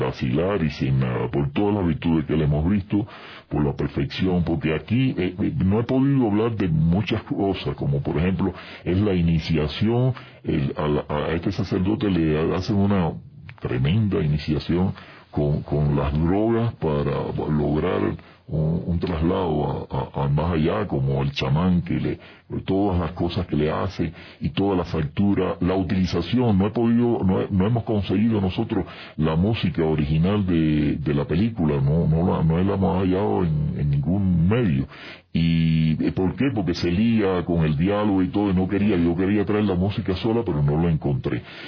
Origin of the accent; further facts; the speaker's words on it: Venezuela; moved away; pero yo salí de Venezuela en el 2002.